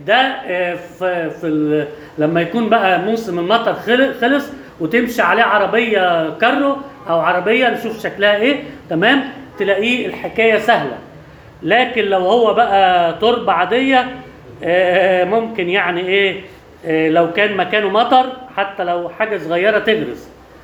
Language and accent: Arabic; Alexandria, Alexandria Governorate, Egypt; عندنا في اسكندرية المناطق القديمة